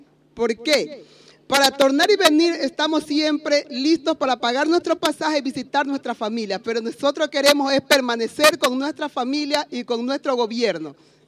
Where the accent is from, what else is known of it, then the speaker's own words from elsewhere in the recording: Ecuador; moved away; como ecuatoriana me siento veramente orgullosa de estar cerca a usted